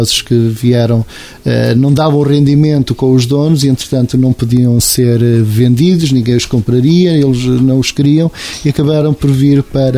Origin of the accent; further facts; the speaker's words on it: Venda da Esperança, Portugal; eu morava em miúdo na Venda da Esperança, uma zona sempre de estrada